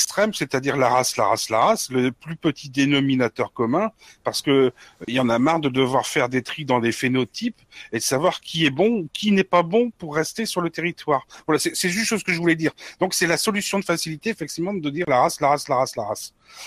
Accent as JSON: {"language": "French", "country": "France", "said": "Je suis français, blanc, c'est tout."}